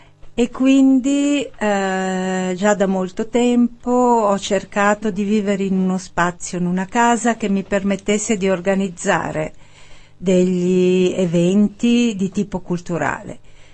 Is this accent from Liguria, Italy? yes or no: no; Milan, Lombardy, Italy; perché io sono milanese e da molti anni vado in vacanza a Positano